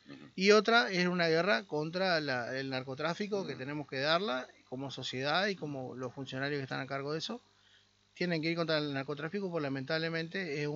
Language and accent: Spanish; Argentina; Somos argentinos, hay que salir de adelante.